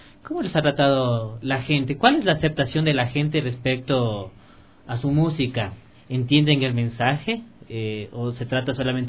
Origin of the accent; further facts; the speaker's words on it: Ecuador; como ecuatorianos, pues estamos ubicados en un contexto muy distinto